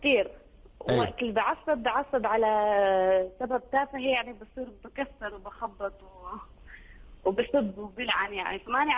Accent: Syria; انا اول شيء بدي اقول لك انا سوريه

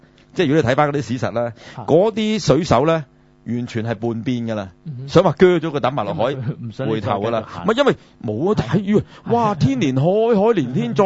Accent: China; 因為咁啊，我哋中國人從來都係咁噶啦

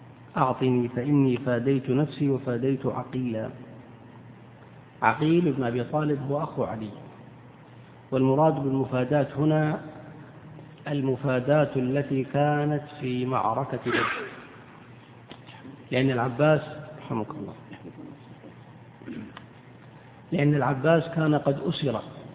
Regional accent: Eastern Province, Saudi Arabia; إنما البحرين تطلق الآن على ما يعرف عندنا بالأحساء أو المنطقة الشرقية

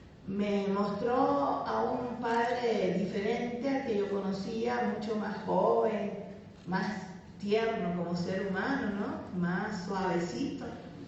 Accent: Cuba; Como cubana, aprendí a ser internacionalista.

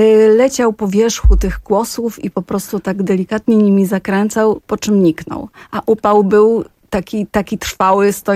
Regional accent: Żywiec, Silesian Voivodeship, Poland; dlatego że ja się wychowywałam w Żywcu, tam się urodziłam i wtedy ten Żywiec był miastem, ale mój dom rodzinny stał na uboczu o tyle, że za płotem były pola uprawne.

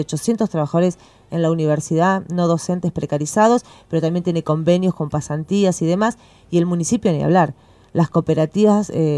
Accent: La Plata, Buenos Aires Province, Argentina; fui una de las miles de víctimas de la inundación de La Plata, soy del barrio de La Loma

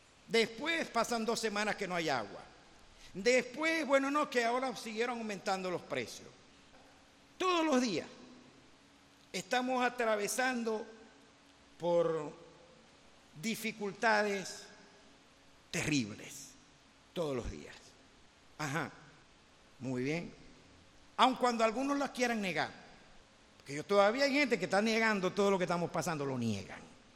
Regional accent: Venezuela; yo no creo que la solución de los problemas de Venezuela vengan por políticos

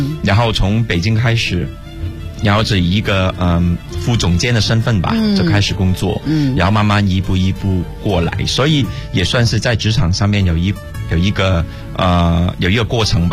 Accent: Hong Kong; 对，香港，我来自香港的。

